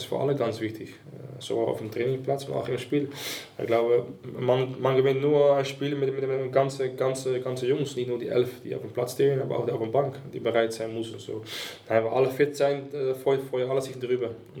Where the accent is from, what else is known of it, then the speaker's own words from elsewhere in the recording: Suriname; German is a second language; now in Wolfsburg, Germany; Ich komme aus Suriname, Südamerika, aus einem Land neben Brasilien.